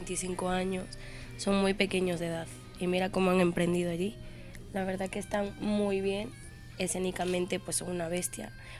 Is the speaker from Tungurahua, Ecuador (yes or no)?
no; Quito, Pichincha, Ecuador; De Quito.